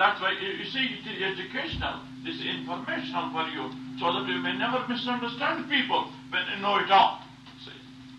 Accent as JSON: {"language": "English", "region": "South India", "country": "India", "tie": "born there", "said": "Now, I was born in South India, And I had only, I had three sisters."}